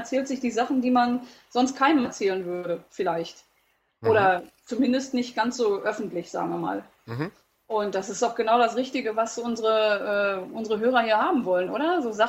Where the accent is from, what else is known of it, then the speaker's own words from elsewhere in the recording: North Rhine-Westphalia, Germany; Also gerade bei uns im Ruhrpott irgendwie, hallo, du kommst auch aus der Ecke